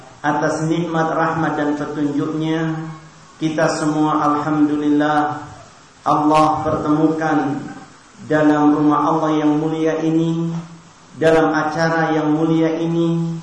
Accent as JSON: {"language": "Indonesian", "town": "Ciamis", "region": "West Java", "country": "Indonesia", "tie": "born there", "also_born_or_lived": "Ambon", "said": "karena kami lama di Ambon, juga kami lahir di Jawa Barat Ciamis, sehingga mungkin untuk bahasa Jawanya kagok."}